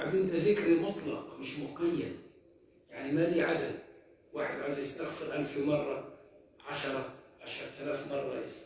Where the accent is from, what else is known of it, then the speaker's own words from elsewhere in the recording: Egypt; كنت فاكر اني عندنا في مصر